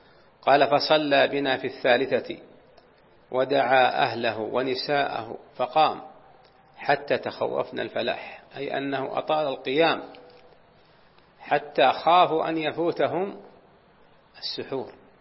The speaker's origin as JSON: {"language": "Arabic", "region": "Najd", "country": "Saudi Arabia", "said": "وكان العوائد عندنا في نجد"}